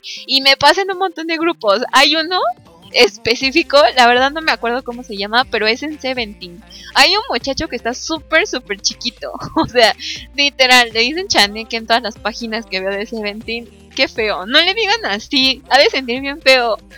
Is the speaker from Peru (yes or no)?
no; Mexico; no, soy mexicana, muchachos. No. Tampoco hay que hacerle feo a nuestra nacionalidad, oigan.